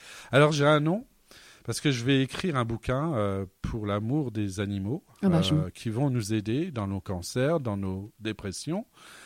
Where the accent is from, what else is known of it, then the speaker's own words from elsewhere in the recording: Grand Est, France; Parce que normalement, je suis vosgien. Non, je suis lorrain depuis 800 ans, hein, puisque ma famille a construit un village dans la plaine des Vosges par ma mère